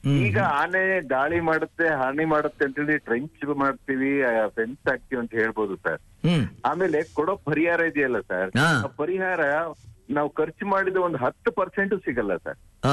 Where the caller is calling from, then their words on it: Alur, Karnataka, India; ಹಾಸನ ಜಿಲ್ಲೆ ಆಲೂರು ತಾಲೂಕಿಂದ ಮಾತಾಡೋದು.